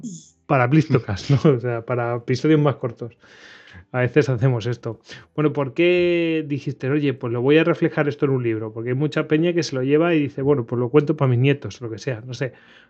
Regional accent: Spain; nosotros como españoles, ¿no? Que hemos mandado tropas allí.

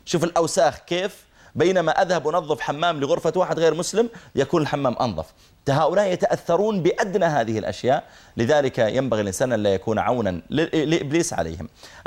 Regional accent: Saudi Arabia; قلت أنا من from Saudi Arabia

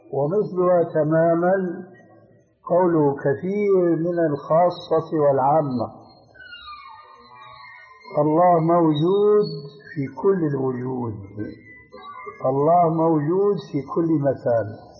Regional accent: Syria

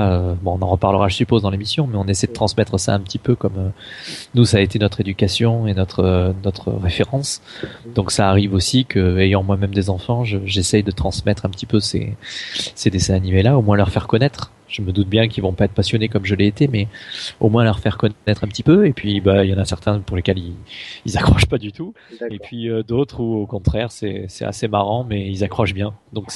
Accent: Marseille, Provence-Alpes-Côte d'Azur, France; born there; Je suis né à Marseille, donc évidemment je suis un grand fan de l'OM.

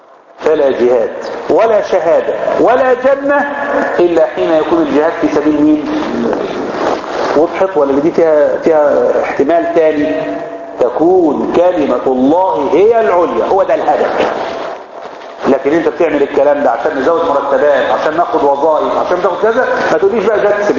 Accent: Egypt; احنا مصريين

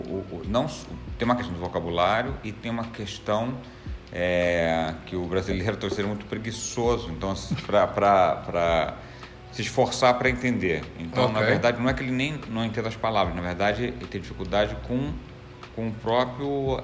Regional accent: Brazil; now in Portugal; todos percebem que eu sou brasileiro e acham até divertido o fato de eu errar.

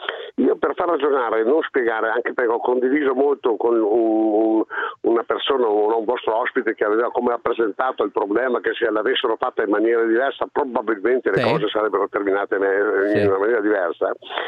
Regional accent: Veneto, Italy; io sono veneto

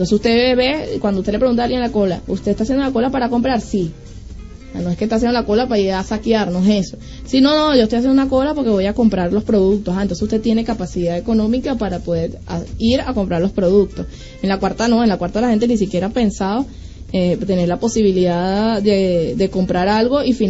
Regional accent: Venezuela; gente como nosotros, que nos conocemos, que somos venezolanos, que nos entendemos además

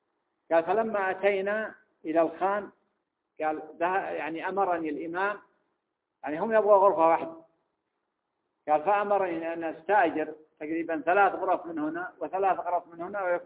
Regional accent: Mecca, Makkah Province, Saudi Arabia; يعني المثال الآن اللي موجود مثلا عندنا في مكة

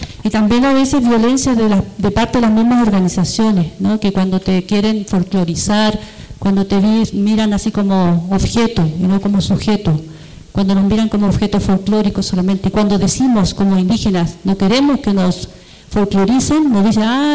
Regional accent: Chile; Yo no me identifico como chilena, para nada. siento que hoy en día es el Estado chileno el que nos oprime de mayor manera.

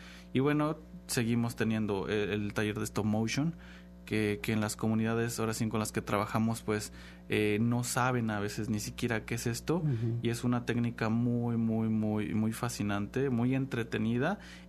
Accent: Xalapa, Veracruz, Mexico; sabemos muy bien los que somos de Jalapa, qué colonias son las que siempre están como que más vulnerables.

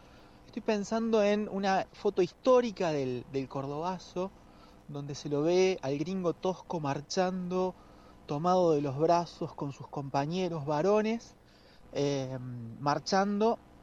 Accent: Trelew, Chubut, Argentina; soy fotógrafo de Trelew, Chubut

